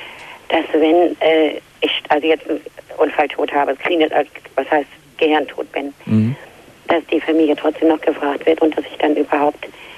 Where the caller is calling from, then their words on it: Hamburg, Germany; ich komme zwar aus Hamburg, aber ich habe ein Problem.